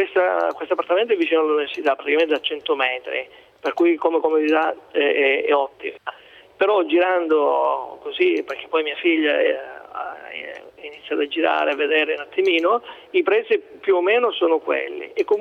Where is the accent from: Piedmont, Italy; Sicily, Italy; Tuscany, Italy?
Sicily, Italy; now in Brescia, Italy; Io sono siciliano, però è da 20 anni che abito Brescia.